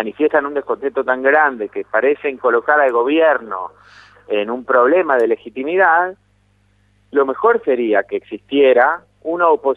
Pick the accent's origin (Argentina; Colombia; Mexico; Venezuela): Venezuela; porque yo me crié en Venezuela, conozco bien el país, sé de dónde viene, sé lo que era antes también.